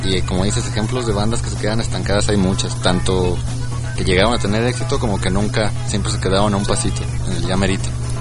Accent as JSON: {"language": "Spanish", "town": "Guadalajara", "region": "Jalisco", "country": "Mexico", "tie": "born there", "said": "yo nací aquí en Guadalajara, pero toda mi familia radica en Irapuato, Guanajuato."}